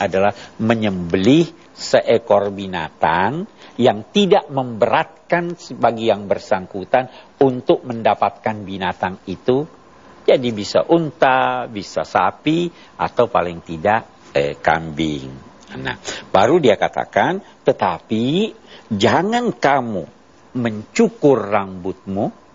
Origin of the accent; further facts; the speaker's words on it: Indonesia; Ya, jadi kita dari Indonesia kena itu.